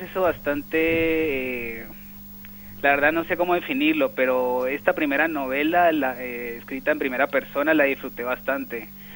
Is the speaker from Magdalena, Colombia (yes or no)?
no; Cali, Valle del Cauca, Colombia; Exacto, yo soy de Cali